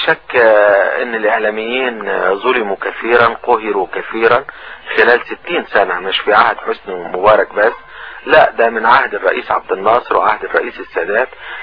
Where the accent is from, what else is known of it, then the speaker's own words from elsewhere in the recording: Egypt; لاننا كلنا كمصريين على قدم المساواة،